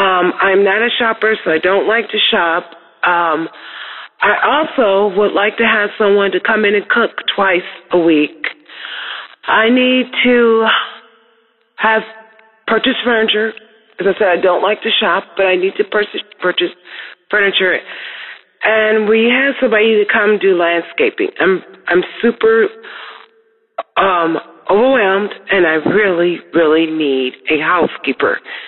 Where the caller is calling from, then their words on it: Camino Island, United States; I'm calling from Camino Island.